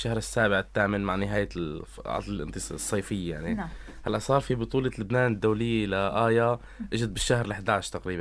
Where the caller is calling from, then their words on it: Tartus, Tartus Governorate, Syria; هلا احنا كان معنا عالم من خارج محافظة طرطوس، بس نحن عم نحكي من طرطوس